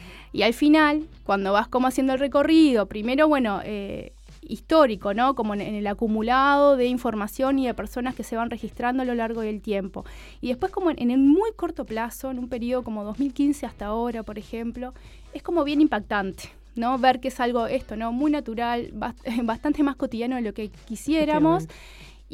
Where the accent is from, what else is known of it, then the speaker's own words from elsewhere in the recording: Minas, Lavalleja, Uruguay; moved away as an adult; now in Montevideo, Uruguay; Yo soy de Minas. Yo vivo en Montevideo hace 11 años, vine a estudiar, trayectoria bastante habitual en Uruguay.